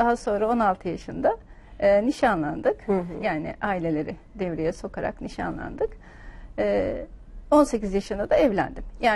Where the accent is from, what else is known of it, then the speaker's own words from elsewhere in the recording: Istanbul, Turkey; also born or lived in Tekirdağ / Şarköy; Yaklaşık 10 yaşına kadar da İstanbul'daydım. İstanbul, Tekirdağ, Mürev'de, Şarköy, oralarda geçti çocukluğum.